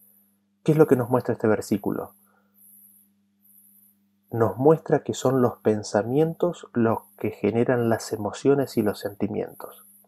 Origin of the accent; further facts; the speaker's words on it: Argentina; Durante muchos años viví en otro país que era muy diferente a mi país de origen. De donde yo soy, de Argentina